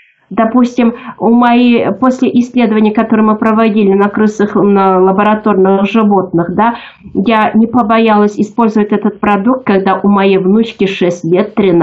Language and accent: Russian; Bashkortostan, Russia; потому что я сама родом из Башкирии.